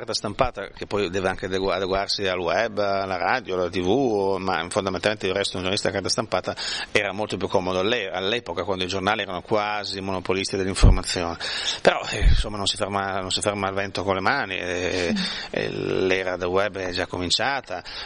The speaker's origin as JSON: {"language": "Italian", "town": "Alba", "region": "Piedmont", "country": "Italy", "said": "io sono da Langhetto, sono da Langarolo di Alba, e siamo diversi dai piemontesi"}